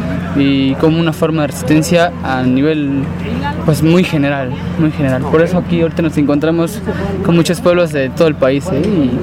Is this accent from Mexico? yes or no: yes; Oaxaca, Mexico; Venimos de la comunidad del Istmo de Tehuantepec, Michitán, queda en Oaxaca.